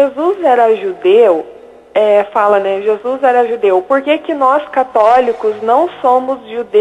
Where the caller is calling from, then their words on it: Porto Alegre, Rio Grande do Sul, Brazil; De Porto Alegre.